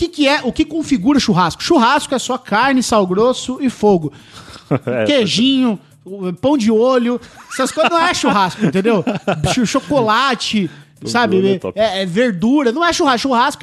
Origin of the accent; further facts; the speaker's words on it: Paraná, Brazil; Eu sou do Paraná, ninguém come pão de olho, não, cara.